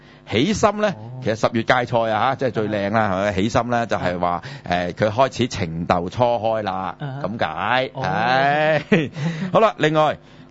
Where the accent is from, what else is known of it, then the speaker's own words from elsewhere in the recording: Hong Kong; 当然有啲呢一定係我哋香港人作嘅，